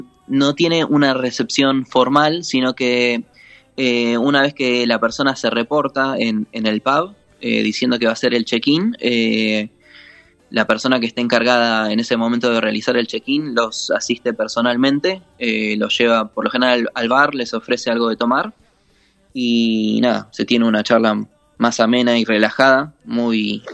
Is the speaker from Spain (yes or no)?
no; Argentina; No, acá sí, argentino.